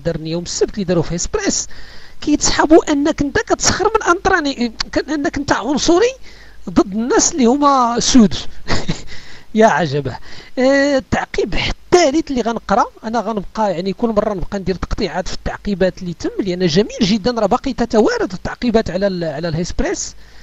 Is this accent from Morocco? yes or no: yes; Morocco; حنا كمغاربه حنا مسيحيين مغاربه